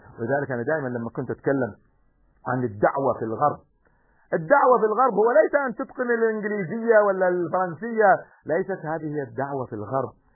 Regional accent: Kuwait; نحن عندنا في الكويت مثلا اليوم هناك شركات

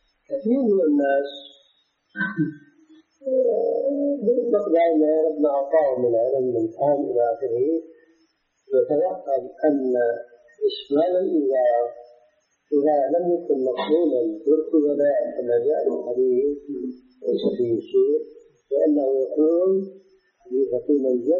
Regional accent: Syria; لكن مثل العام عندنا في سوريا هذا الميت لا يستحق هذا العام.

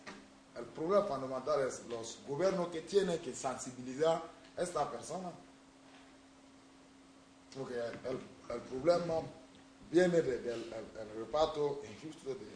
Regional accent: Burkina Faso; Spanish is a second language; Soy de Burkina Faso

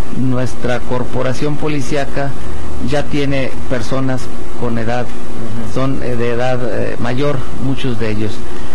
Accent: Tepic, Nayarit, Mexico; Yo tengo viviendo en Tepic casi 68 años. Yo nací aquí en Tepic, por ahí por el rumbo de la calle Zaragoza, zona centro.

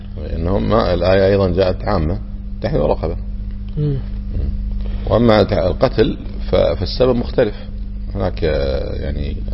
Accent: Kuwait; هم يكونه عندنا في الكويت تقريبا 10 دنانير

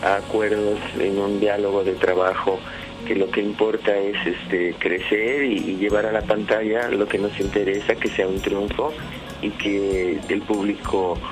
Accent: Tepic, Nayarit, Mexico; also born or lived in Mexico City / Rome; Como actriz de teatro hice mi carrera desde mi tierra natal, que soy de Tepic, Nayarit, de un lugar donde existen los huicholes y los coras. Y luego me vine a la Ciudad de México a estudiar. Después de aquí tuve la oportunidad de irme a Europa y viví 9 años

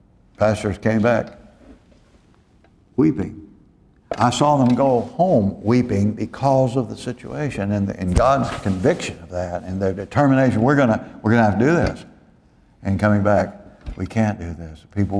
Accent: Dallas, Texas, United States; I used to think when I came from Dallas and I got down here

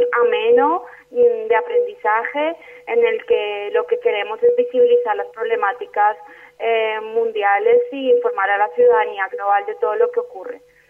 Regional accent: Colombia; somos el colectivo de La Ruana, un colectivo de ciudadanas y ciudadanos colombianos que nos hemos unido en el marco del paro nacional agrario que tuvo lugar en Colombia en 2013

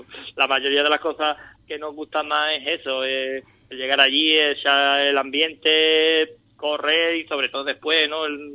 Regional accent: Andalusia, Spain; Nosotros como andaluces, ¿vale?

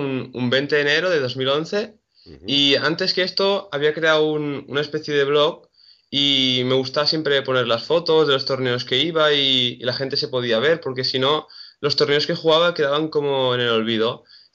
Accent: Salou, Catalonia, Spain

